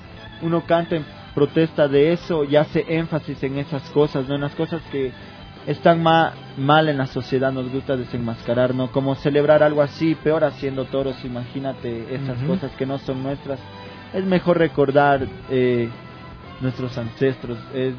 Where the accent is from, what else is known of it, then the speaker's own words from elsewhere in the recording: Quito, Pichincha, Ecuador; accent: Quito; Igual en nuestro dialecto nos gusta usar, ¿no? Bastante el hablado quiteño, esa sal quiteña que tenemos acá.